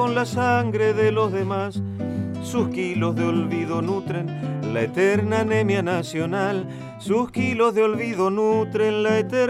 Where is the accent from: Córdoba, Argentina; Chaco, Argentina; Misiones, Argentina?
Chaco, Argentina; Resistencia; yo soy de Resistencia, de mi ciudad, que forma parte del mapa litoraleño.